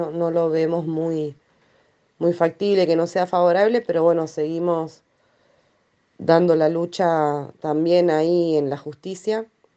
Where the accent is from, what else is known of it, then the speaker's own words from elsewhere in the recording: Chubut, Argentina; de Chubut, soy militante contra los extractivismos y por derechos humanos